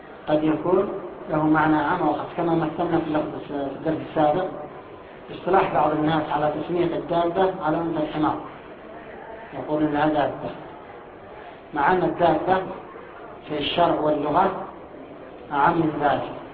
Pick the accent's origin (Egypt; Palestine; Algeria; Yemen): Yemen; Aden; فكانت العملة الجنوبية بالدينار عندنا في عدن